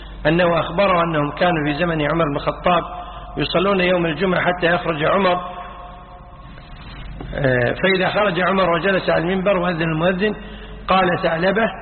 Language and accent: Arabic; Kuwait; يعني مثلا عندنا بالكويت توقيت موضوع من أول سنة 86